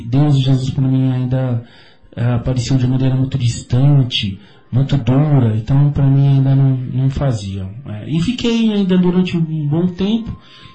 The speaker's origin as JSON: {"language": "Portuguese", "region": "São Paulo", "country": "Brazil", "said": "porque eu sou de São Paulo, né?"}